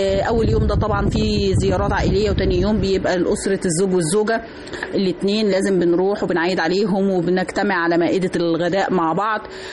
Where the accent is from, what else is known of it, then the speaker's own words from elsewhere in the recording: Egypt; اللي هي تعتبر احد الاساسيات للاحتفال بالعيد عندنا في مصر